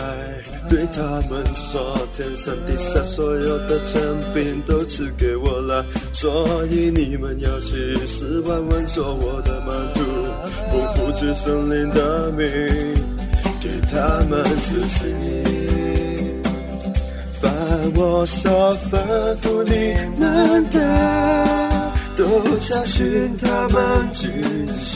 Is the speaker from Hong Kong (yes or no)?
yes; Hong Kong; Chinese is a second language; 我是从香港过来，我今年应该毕业了。